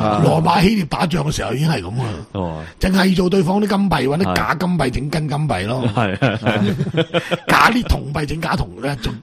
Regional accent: Guangdong, China; 第一个上海人，第二个福建人，第三个我哋广东人。

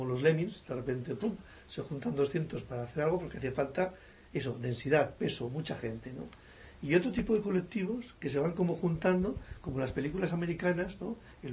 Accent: Catalonia, Spain; Es bonito, porque además somos en catalanes, somos, ¿no?

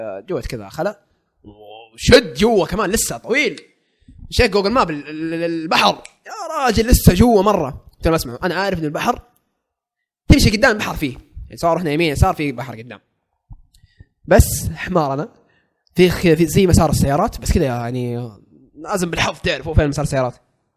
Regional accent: Jeddah, Makkah Province, Saudi Arabia; يا عمي احنا من جده.

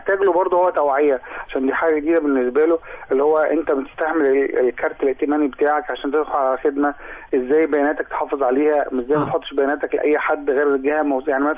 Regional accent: Egypt; أنا مجلس الوزراء عندنا في مصر عمل خطوة ممتازة جدا

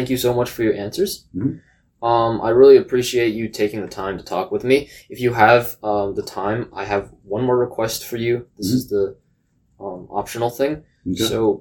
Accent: College Station, Texas, United States; born there; I was actually, get this, I was born in College Station.

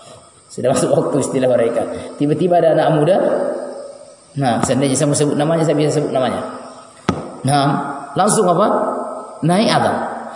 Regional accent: Polmas, West Sulawesi, Indonesia; pernah terjadi di kampung saya dulu, tempat lahir saya dulu di Polmas

